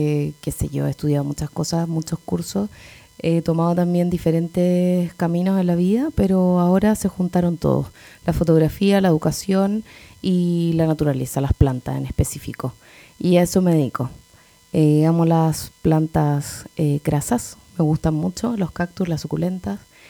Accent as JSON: {"language": "Spanish", "town": "Rancagua", "region": "O'Higgins", "country": "Chile", "tie": "born or raised there", "also_born_or_lived": "Coya", "lives_now": "Machalí, Chile", "said": "yo crecí en Rancagua, nací en Coya, soy collina. Ahora vivo en Machalí. He pasado por muchas partes entre Europa y Sudamérica, pero estoy ahora acá en Chile, en Machalí"}